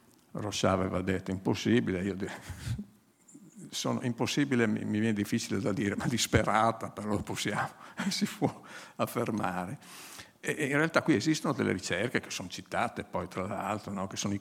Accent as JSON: {"language": "Italian", "region": "Friuli-Venezia Giulia", "country": "Italy", "tie": "born or raised there", "said": "io sono friulano, faccio sempre i confronti col Friuli, e diciamo nel comune, dove, nel paese dove vivevo io"}